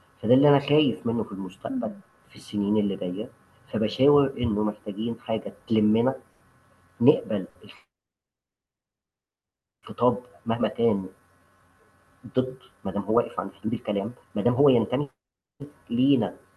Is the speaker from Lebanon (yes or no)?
no; Egypt; وده إحنا عرفنا نعمله كمصريين أو كبلوجرز أو كناشطين عرب